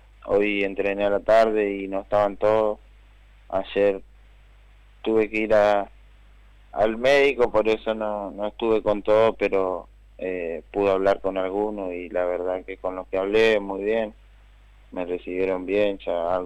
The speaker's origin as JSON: {"language": "Spanish", "town": "González Catán", "region": "Buenos Aires Province", "country": "Argentina", "said": "Yo soy de Catán."}